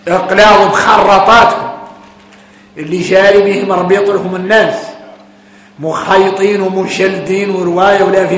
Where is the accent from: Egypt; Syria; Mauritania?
Mauritania; احنا موريتاني طالع لينا حتى والخيمة الكبيرة